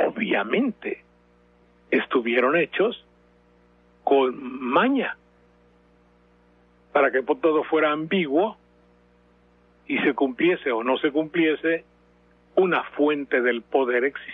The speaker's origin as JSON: {"language": "Spanish", "country": "Mexico", "said": "somos muchos los mexicanos que reclamamos un partido limpio"}